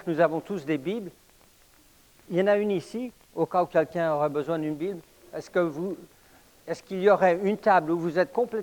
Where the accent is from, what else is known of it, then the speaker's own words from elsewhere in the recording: Paris, Île-de-France, France; Je suis né et j'ai grandi à Paris, alors c'est comme ça qu'on parle là-bas.